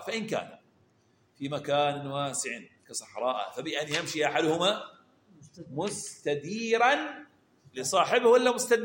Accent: Eastern Province, Saudi Arabia; accent: Hasawi; اللي هي لهجتنا احنا الحسوية.

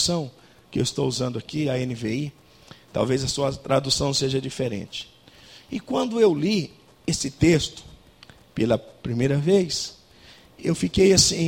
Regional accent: Estrela do Norte, São Paulo, Brazil; nós somos de Estrela do Norte, uma cidade que fica na divisa com o Paraná, já ali do outro lado, a 18 quilômetros, já é o Paraná, né?

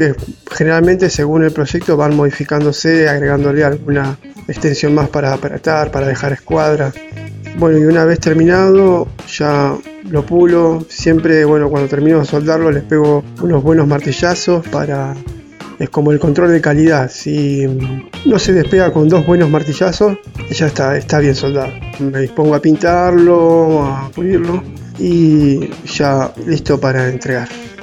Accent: Ingeniero Jacobacci, Río Negro, Argentina; born there; now in Bariloche, Argentina; soy nacido en Ingeniero Jacobacci y hace años que vivo acá en Bariloche.

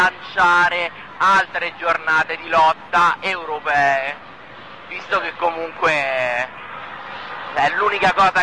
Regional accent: Palombara Sabina, Lazio, Italy; Palombara Tabina.

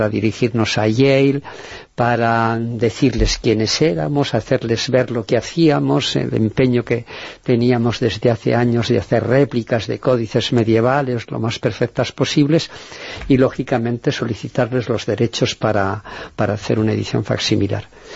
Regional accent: Burgos, Castile and León, Spain; now in San Sebastián de los Reyes, Spain; yo también soy burgalés, pero vivo aquí, justamente en San Sebastián de los Reyes.

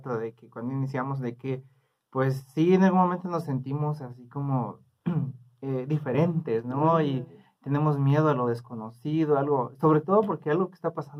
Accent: Huistán, Chiapas, Mexico; soy del municipio de Huistán, Chiapas.

